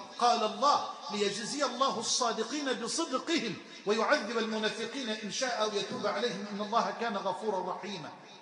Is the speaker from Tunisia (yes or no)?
no; Egypt; اللهم اجعل بلدنا مصر أمنا أمانا سخاء رخاء